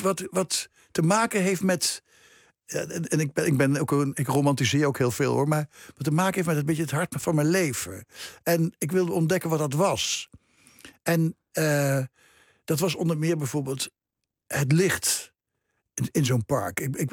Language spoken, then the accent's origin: Dutch; Nijmegen, Gelderland, Netherlands; moved away as an adult; Mijn geboorteplaats, die ik al heel lang geleden verlaten heb, toen ik 25 was.